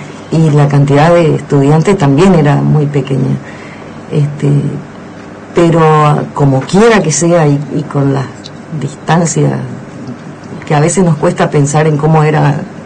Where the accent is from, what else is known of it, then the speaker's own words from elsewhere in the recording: Posadas, Misiones, Argentina; yo soy de acá, nacida y criada en Posadas, pero había estado estudiando en Córdoba